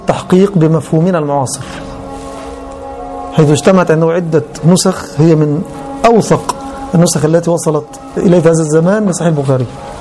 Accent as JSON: {"language": "Arabic", "country": "Egypt", "said": "كان عندنا في مصر الأصل اليوناني أولا"}